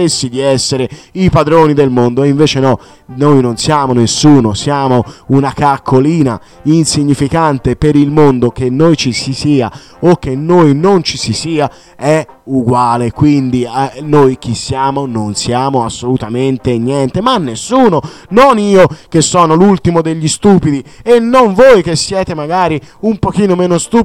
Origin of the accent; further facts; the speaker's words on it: Sardinia, Italy; essendo sardo, quindi è un'isola è circondata dal mare